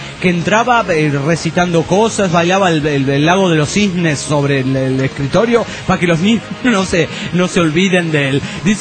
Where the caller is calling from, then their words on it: León, Guanajuato, Mexico; de León, Guanajuato, México.